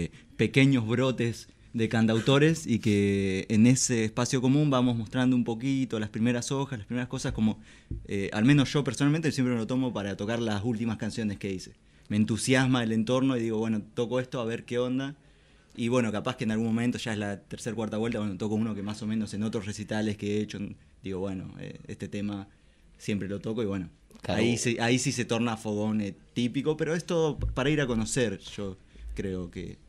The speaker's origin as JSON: {"language": "Spanish", "region": "Chubut", "country": "Argentina", "lives_now": "La Plata, Argentina", "said": "Sí, yo soy de Chubut."}